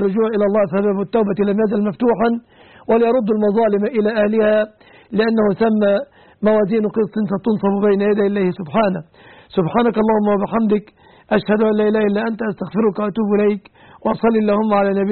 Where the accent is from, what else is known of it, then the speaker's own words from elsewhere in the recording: Egypt; هذا وأسأل الله أن يحفظ بلادنا مصر